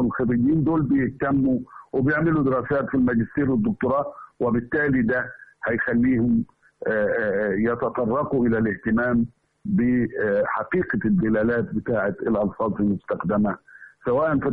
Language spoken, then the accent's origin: Arabic; Hamamiya, Asyut Governorate, Egypt; أنا عندي قريتنا اللي هي الهمامية، قرية الهمامية دي فيها كل الناس فيها تقول الجيم دال، ما عدا عائلة واحدة بس اسمها الخزاعلة بيقولوا الجيم كأنها شين معطشة